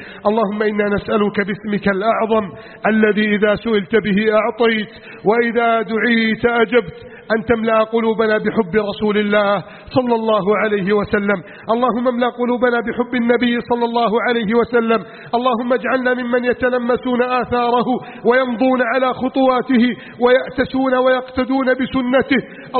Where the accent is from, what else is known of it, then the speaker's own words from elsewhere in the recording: Egypt; واجعل بلدنا مصر آمنا مطمئنا وسائر بلاد المسلمين